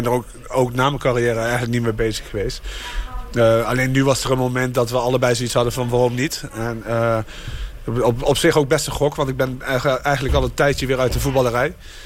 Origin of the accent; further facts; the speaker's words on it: Arnhem, Gelderland, Netherlands; ik kom uit Arnhem